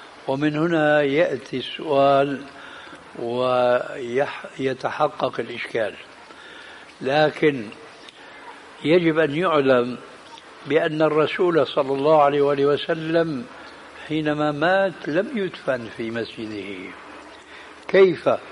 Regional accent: Damascus, Damascus Governorate, Syria; عندنا في دمشق بيقولوا قبر يحيى في وسط مسجد بني أمية،

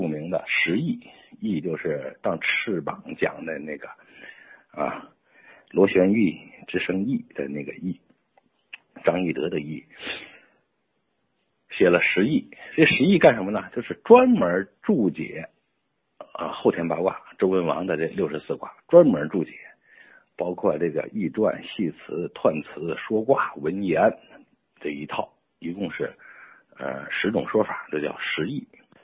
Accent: Hebei, China; 荀子是我们河北人

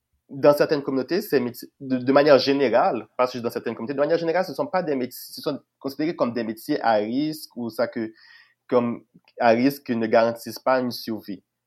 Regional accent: Haiti; now in Canada; Oh oui, vu que je venais d'Haïti et que j'avais...

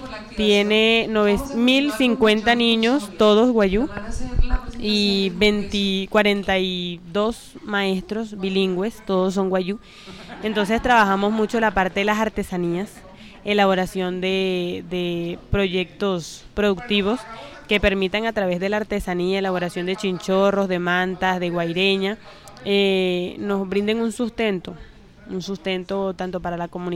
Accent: Uribia, La Guajira, Colombia; yo soy de Uribia, vengo en este día de hoy a trabajar por nuestra cultura, soy guayú

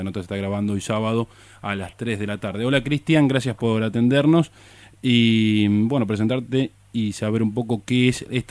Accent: Cañuelas, Buenos Aires Province, Argentina; Sí, yo soy de Cañuela, siempre lo comento. Incluso en la radio ya me hacen chistes por mencionar reiteradas veces que soy de esa ciudad

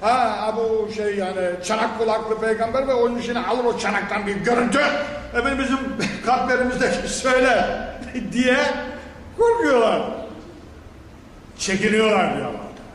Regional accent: Black Sea Region, Turkey; Hani şimdi bizim Karadeniz'de bir horon biliriz. Bu horonun da birkaç türlüsü var yani. Sılsalası var efendim, atlaması var, şundan ben nasıl var. Birkaç tane var. Ben çok oynamışım. Ben çocukken düğünlerde horoncuydum.

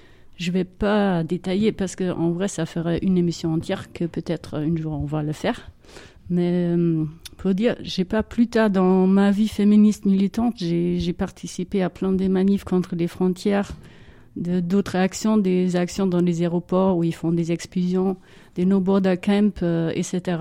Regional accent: Germany; French is a second language; je suis née et grandie en Allemagne de l'Ouest. J'étais 10 ans quand le mur de Berlin est tombé.

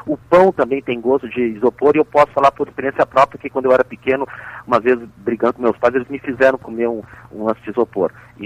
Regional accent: Brazil; Até porque eu como bom brasileiro, me autodeprecio.

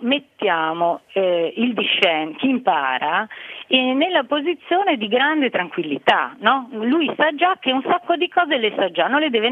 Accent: Marche, Italy; now in Venice, Italy; io sono marchigiana, mio figlio è nato a Venezia

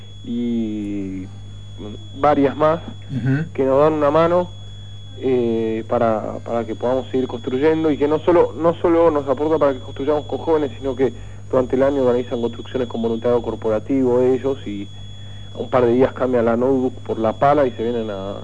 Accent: Argentina; nosotros como sociedad argentina y latinoamericana estamos acostumbrados a ver a gente viviendo, la verdad, como perros sobre el piso de tierra

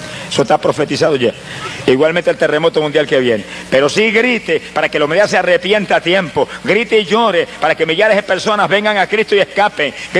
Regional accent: Camuy, Puerto Rico; y en mi pueblo de Camuy, allá en Puerto Rico, se oía por todo el pueblo la celebración del año nuevo que llegaba.

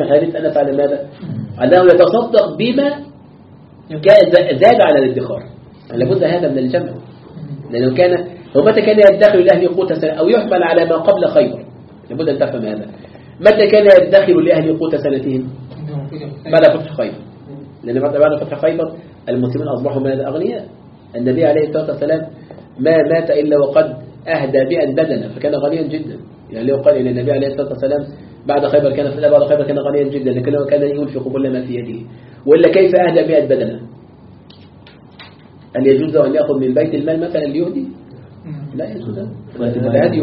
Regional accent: Egypt; وتتعجب الكلاب التي عندنا في مصر من أين تأكل

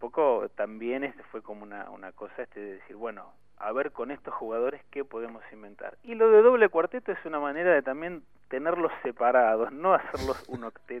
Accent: San Martín, Buenos Aires Province, Argentina; yo no soy del Oeste. Yo viví toda mi infancia en el partido de San Martín.

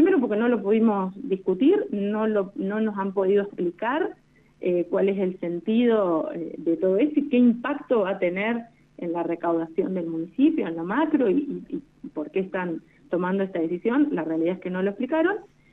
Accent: Santa Rosa, La Pampa, Argentina; soy una vecina de Santa Rosa, nací y viví toda mi vida acá, salvo el pequeño periodo que estuve estudiando en Buenos Aires.

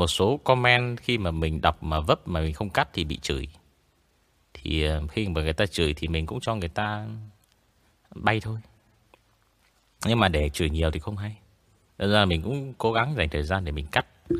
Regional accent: Quang Ninh, Vietnam; now in Hanoi, Vietnam; Thì đợt mình mới ở quê lên, mình ở quê của mình là từ bé mình ở Quảng Ninh. Thế là mình bị ngọng, mình bị ngọng chữ N với cả L và từ em.

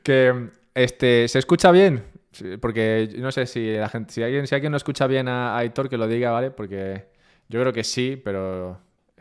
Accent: Madrid, Community of Madrid, Spain; Yo soy de Madrid.

